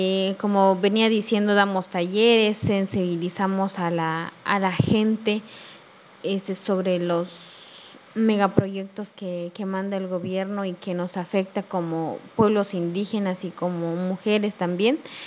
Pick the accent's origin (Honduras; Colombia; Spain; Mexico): Mexico; Ocosingo, Chiapas; Soy originaria de una comunidad del ejido Macedonia, municipio de Ocosingo, Chiapas.